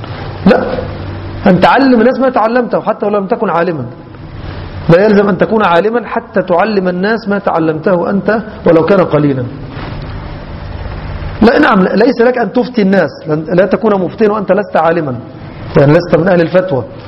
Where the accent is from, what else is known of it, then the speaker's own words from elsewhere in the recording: Egypt; كما يحدث عندنا في مصر وفي البلد الأخرى